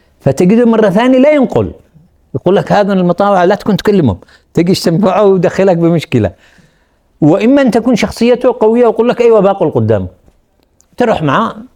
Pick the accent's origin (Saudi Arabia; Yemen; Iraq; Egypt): Yemen; وأذكر لكم قصة عملية حصلت عندنا في اليمن